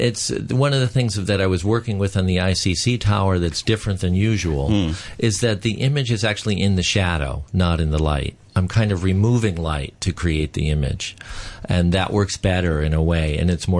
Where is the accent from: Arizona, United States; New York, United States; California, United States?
California, United States; San Francisco; I'm from San Francisco, yes.